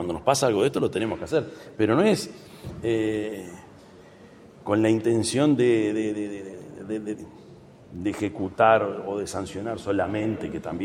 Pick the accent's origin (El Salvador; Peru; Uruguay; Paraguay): Uruguay; Yo soy el presidente de Uruguay